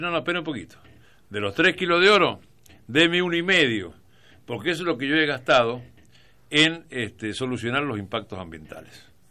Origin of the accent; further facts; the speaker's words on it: San Juan, Argentina; Yo porque soy sanjuanino, pero soy argentino.